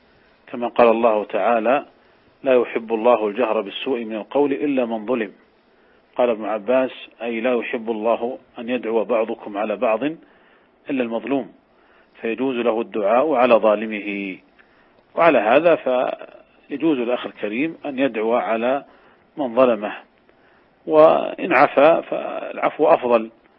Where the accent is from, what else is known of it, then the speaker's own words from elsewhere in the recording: Saudi Arabia; قد كانت قديما عندنا في المملكة العربية السعودية